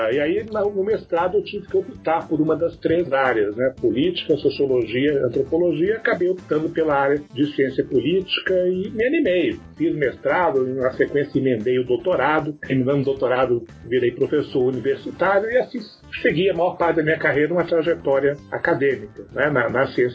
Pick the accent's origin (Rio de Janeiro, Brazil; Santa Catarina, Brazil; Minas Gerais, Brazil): Rio de Janeiro, Brazil; also born or lived in Salvador; now in São Paulo, Brazil; Eu sou baiano de nascimento, filho de gaúcho, criado no Rio de Janeiro e moro em São Paulo já há mais de 15 anos, né?